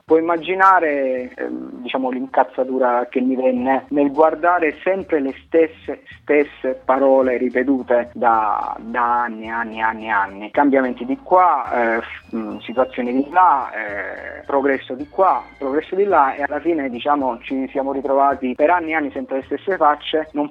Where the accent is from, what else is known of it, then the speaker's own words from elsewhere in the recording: Campania, Italy; now in Rome, Italy; Io provengo da una piccola realtà di provincia, vivo a Roma, ma vengo dalla provincia di Avellino.